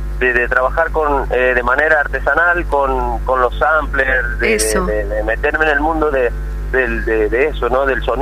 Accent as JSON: {"language": "Spanish", "region": "Santiago del Estero", "country": "Argentina", "tie": "born or raised there", "said": "En Santiago del Estero, en Capital."}